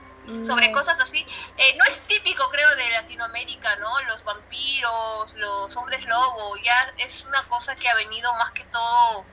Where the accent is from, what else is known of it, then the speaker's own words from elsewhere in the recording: Peru; fue enterrado en Pisco, departamento de Ica, que acerca Lima, que es capital de mi país.